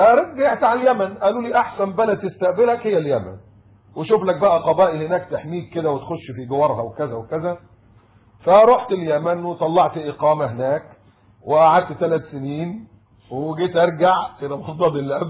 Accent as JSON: {"language": "Arabic", "country": "Egypt", "said": "ان انا مصري"}